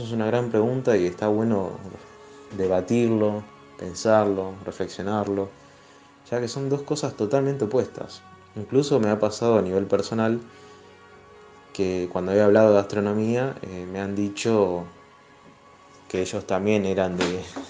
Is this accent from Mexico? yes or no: no; Rosario, Santa Fe, Argentina; de Rosario, me encargo de la columna de astronomía